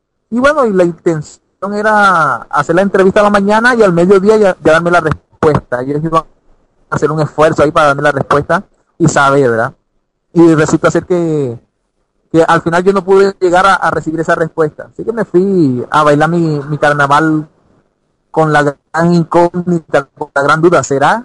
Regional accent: Caribbean Region, Colombia; un 12 de abril del año 97, llegué ahí a la ciudad de Bogotá, primera vez salía de mi tierra, ¿verdad? Así de una forma tan lejos, me fui del Caribe colombiano ahí a la nevera, ahí en Colombia, a la tierra de los cachacos.

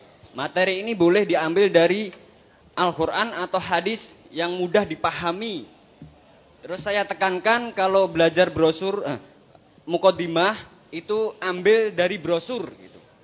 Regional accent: Sragen, Central Java, Indonesia; Perkenalkan … Saya dari Sragen, cabang Rampal 2.

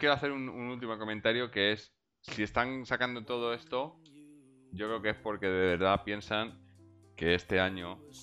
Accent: Madrid, Community of Madrid, Spain; aquí en casa yo soy de Madrid, mi mujer es de Zaragoza.

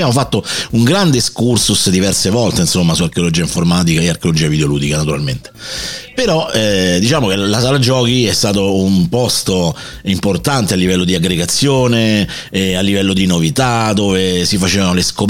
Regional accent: Rome, Lazio, Italy; io vengo dalla grande città, vengo da Roma e andavo a scuola in un quartiere di confine tra un quartiere borghese e un quartiere estremamente selvaggio, diciamo così.

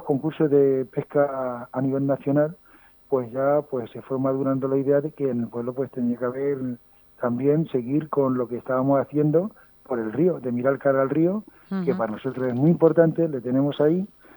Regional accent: Las Herencias, Castilla-La Mancha, Spain; aprovecho para hacer mención y que la gente venga a mi pueblo también a comprar dulce

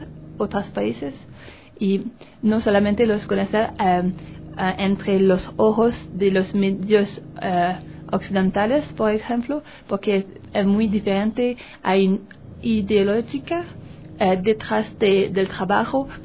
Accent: Canada; Spanish is a second language; Sí, las frutas tienen más sabores que en Canadá. Por ejemplo, aquí las naranjas son verdes y en mi país son naranja

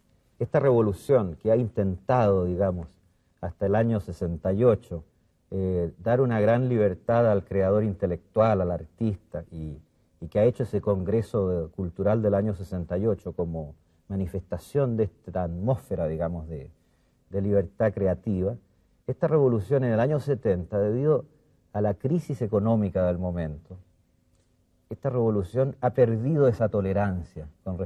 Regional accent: Chile; yo soy el primer chileno que llega como diplomático

